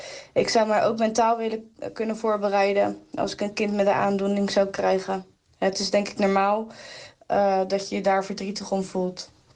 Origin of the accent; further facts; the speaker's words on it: Rotterdam, South Holland, Netherlands; ik kom uit Rotterdam.